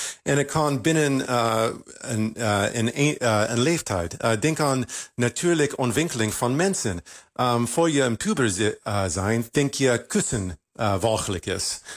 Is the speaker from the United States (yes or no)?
yes; United States; Ik kom uit Amerika